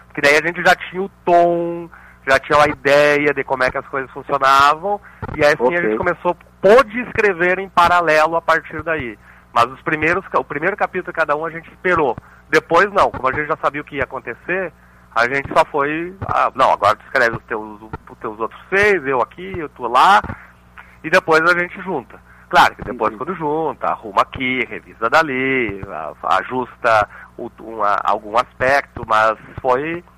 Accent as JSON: {"language": "Portuguese", "town": "Santa Maria", "region": "Rio Grande do Sul", "country": "Brazil", "said": "Nós três somos de Santa Maria."}